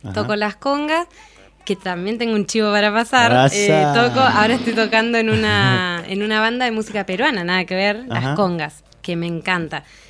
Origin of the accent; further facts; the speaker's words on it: Neuquén, Argentina; Yo de Neuquén, capital. De Neuquén.